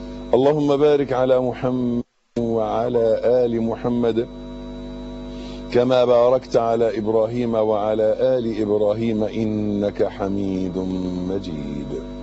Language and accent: Arabic; Egypt; ده بالنسبة لنا احنا كمصريين مشكلة اكبر، يعني لازم نفهمها كلنا كمصريين